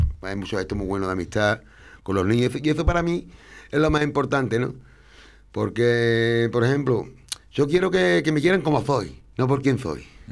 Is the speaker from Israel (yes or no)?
no; Andalusia, Spain; nosotros somos así, los andaluces, la gente de Lezo, somos así, de momento tenemos el pronto este.